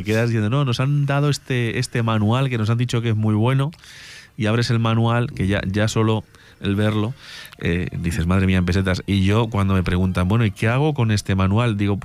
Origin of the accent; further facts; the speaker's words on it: Agudo, Castilla-La Mancha, Spain; la pueda impartir en mi pueblo, en Agudo.